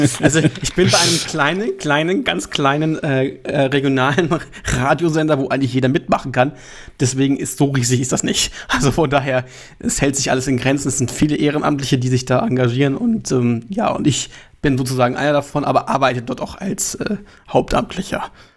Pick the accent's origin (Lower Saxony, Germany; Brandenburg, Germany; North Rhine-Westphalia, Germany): Lower Saxony, Germany; Hildesheim; dass wir eigentlich zwei Hildesheimer sozusagen, einer gebürtig, aber jetzt in Pinneberg lebend, sich wiedergefunden haben.